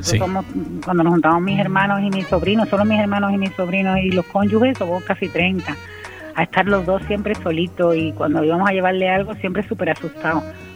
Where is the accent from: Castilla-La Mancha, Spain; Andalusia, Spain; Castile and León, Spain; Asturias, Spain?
Andalusia, Spain; Gelves; mi primer reconocimiento fue en mi pueblo, bueno, en mi pueblo Helves